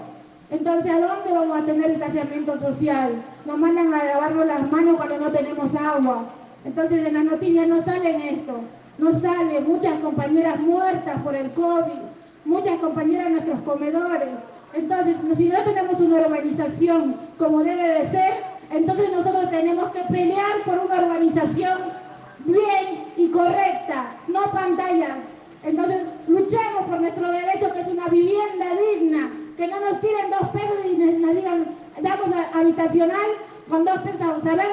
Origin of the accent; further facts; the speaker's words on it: Buenos Aires, Argentina; yo soy de Capital